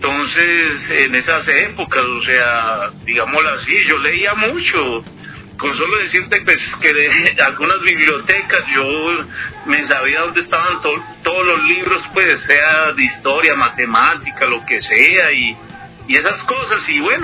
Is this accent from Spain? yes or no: no; Popayán, Cauca, Colombia; also born or lived in El Tambo; yo me crié, digámoslo así, en ciudades pequeñas en Colombia. Yo me crié en Popayán, andé también como por el Tambo Cauca